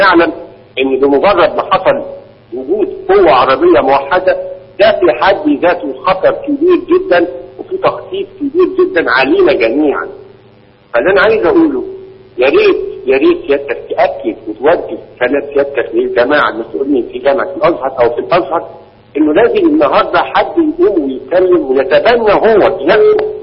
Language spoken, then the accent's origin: Arabic; Egypt; ما فيش مجلس امه موجود عندنا في مصر